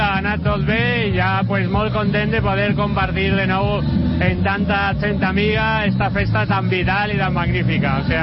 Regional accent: Valencia, Valencian Community, Spain; pràcticament en cada encreuament del carrer Cid Amorós, en el mateix Conde Salvatierra, on jo vaig néixer, sempre ha sigut una zona amb una vitalitat fallera extraordinària

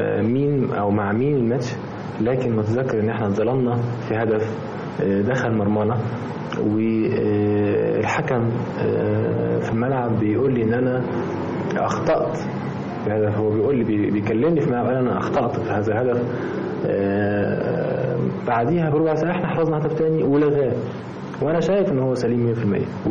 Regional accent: Egypt; ان احنا كمصريين وكشعب طيب وشعب عاطفي سكتنا

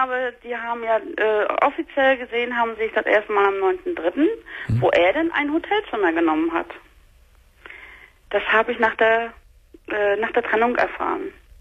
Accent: eastern Germany, Germany; Ich komme aus dem Osten.

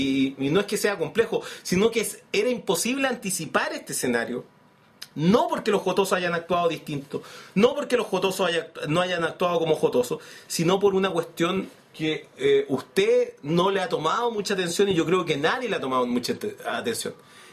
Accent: Chile; 18 millones de personas, que somos los chilenos.

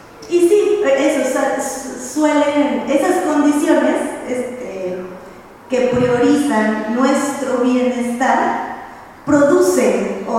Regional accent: Guanajuato, Mexico; vengo de Guanajuato

